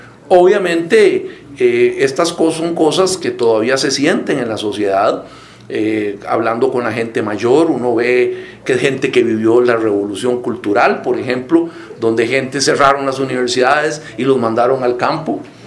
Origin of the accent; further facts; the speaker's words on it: Costa Rica; como sociedad costarricense